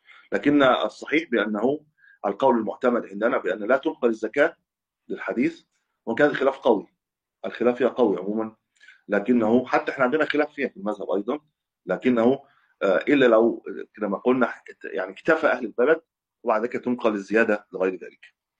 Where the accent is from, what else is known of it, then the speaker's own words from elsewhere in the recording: Cairo, Cairo Governorate, Egypt; يعني أنا من أهل القاهرة بخرج في القاهرة